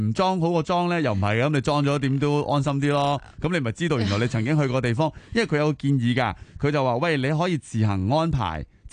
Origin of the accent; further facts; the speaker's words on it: Hong Kong; 譬如可能佢话喂荃湾有或者青衣有，咁全部都系我老家附近咧